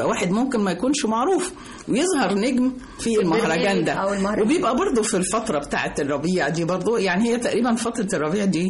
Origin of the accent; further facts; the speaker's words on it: Egypt; فإحنا كمصريين الذاكرة الجماعية بتاعتنا, الدي ان ايه بتاعنا, التسجيل كله اللي جوانا هو مصري. احنا بلد النيل